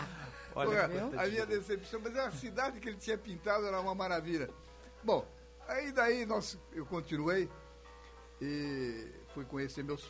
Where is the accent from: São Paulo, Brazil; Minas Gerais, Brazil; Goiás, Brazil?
São Paulo, Brazil; E ele tinha um sotaque característico do paranaense, né, que eu era paulista.